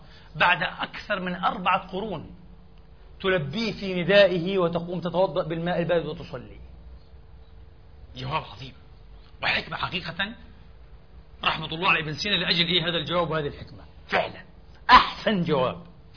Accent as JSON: {"language": "Arabic", "country": "Palestine", "said": "الشعب الفلسطيني منا نحن فلسطيني"}